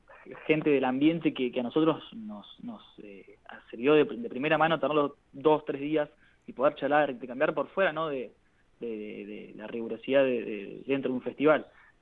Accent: Bahía Blanca, Buenos Aires Province, Argentina; also born or lived in Tres Lomas; Yo nací en Tres Lomas, un pueblo de la provincia de Buenos Aires, pero bueno, viví toda mi vida en Bahía. Tengo un poco ahí dividido la identidad.

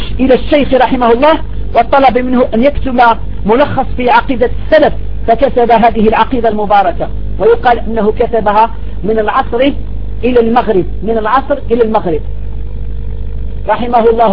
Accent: Algeria; فها نحن ندرس هذه الكتب في بلادنا الجزائر والحمد لله

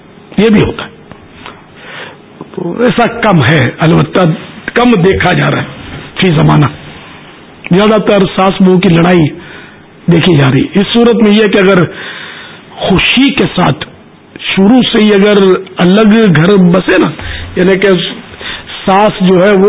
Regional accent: Pakistan; born there; میں اگرچہ پاکستان میں پیدا ہوا ہوں, کتیانہ کبھی گیا نہیں, لیکن ظاہر ہے ہمارے ماں باپ تو وہیں کہتے

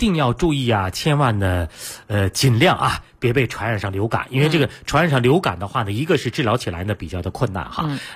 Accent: China; 对，所以这点呢，也颠覆了我们中国人的一个习惯。

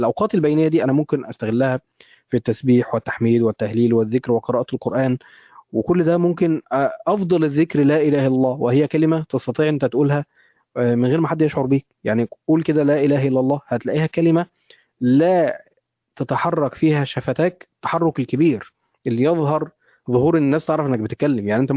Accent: Egypt; يعني تخيل احنا عندنا في مصر حاليا كيلو اللحمه وصل كام؟

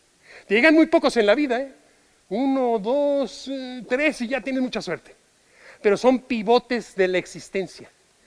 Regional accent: Mexico; Yo soy mexicano. Yo no pertenezco a España más que en amor.

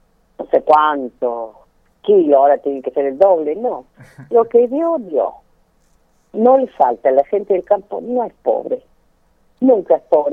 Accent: La Quiaca, Jujuy, Argentina; now in Córdoba, Argentina; Tenemos influencia boliviana, porque yo soy de la Quiaca

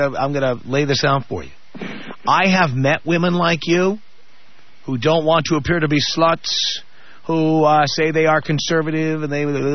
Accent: United States; Yeah, but you'd have to go back to my grandparents, my great grandparents, to get to that. I'm an American through and through.

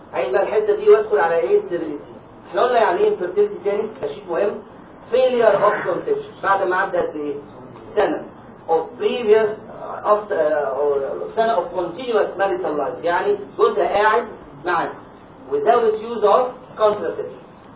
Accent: Egypt; يبقى احنا عندنا الكلام ده لسه عندنا في مصر

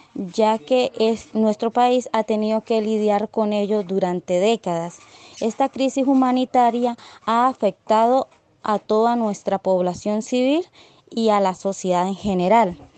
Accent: Norte de Santander, Colombia; Yo soy una joven del Catatumbo.

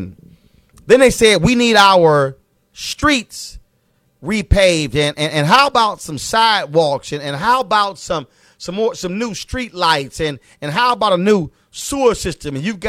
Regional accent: Houston, Texas, United States; I grew up in Clinton Park, Texas. I grew up in the Clinton Park neighborhood in Houston, Texas. My grandparents moved there when they migrated from Opelousas, Louisiana.

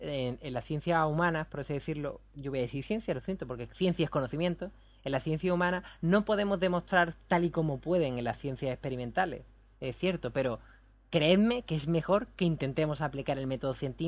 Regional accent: Rota, Andalusia, Spain; Aquí, por ejemplo, en Rota, en mi pueblo, había un sistema que era el del malleto

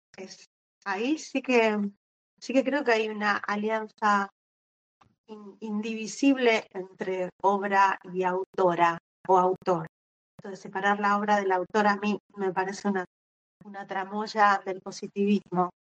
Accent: Argentina; es como un elemento inevitable siendo escritora argentina, tener incorporada la precariedad laboral.

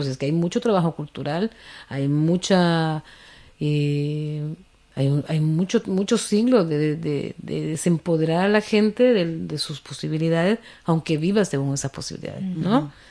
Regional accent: Honduras; moved away; yo hace rato que salí de Honduras

